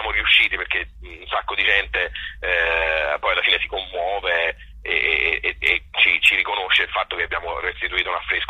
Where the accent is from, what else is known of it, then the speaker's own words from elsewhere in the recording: Tuscany, Italy; Essendo un toscano di provincia, chiaramente c'è tanto anche di me dentro